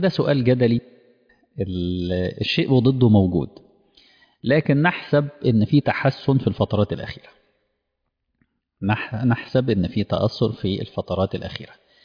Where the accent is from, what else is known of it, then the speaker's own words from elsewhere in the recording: Egypt; إحنا عندنا في مصر كان مشروع مشهور جدا للقراءة للجميع